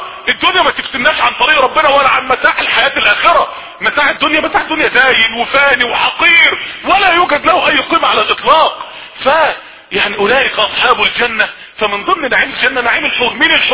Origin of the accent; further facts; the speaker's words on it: Mansoura, Dakahlia, Egypt; ما يعرفوش ان انا من المنصوره بس ولا حاجه